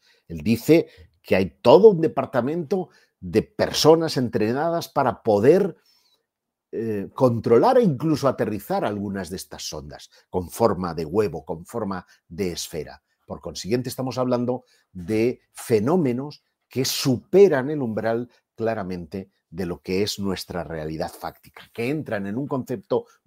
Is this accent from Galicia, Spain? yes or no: no; Catalonia, Spain; Yo soy de origen catalán. He visto además que en el chat hay mucha gente de Barcelona, als que envío desde aquí una forta salutació en el nostre idioma, que es el català.